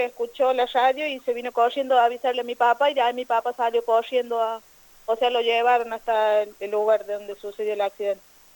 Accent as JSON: {"language": "Spanish", "town": "Villa Sarmiento", "region": "Córdoba", "country": "Argentina", "said": "nosotros no votamos en Villa Dolores, nosotros somos de Villa Sarmiento."}